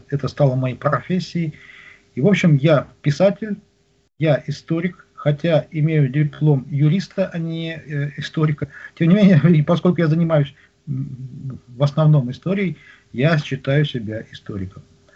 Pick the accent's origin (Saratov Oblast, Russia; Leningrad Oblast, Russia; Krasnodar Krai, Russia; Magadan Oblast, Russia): Magadan Oblast, Russia; born there; Я родился на Колыме.